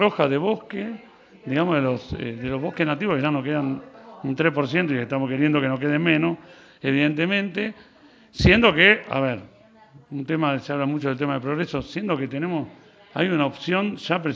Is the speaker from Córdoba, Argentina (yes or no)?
yes; Valle Hermoso, Córdoba, Argentina; Yo soy de Valle